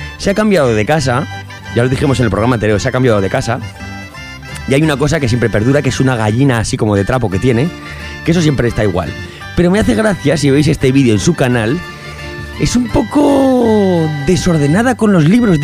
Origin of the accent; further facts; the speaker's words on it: Aragon, Spain; accent: Eastern Aragonese; Exacto, yo soy del aragonés oriental.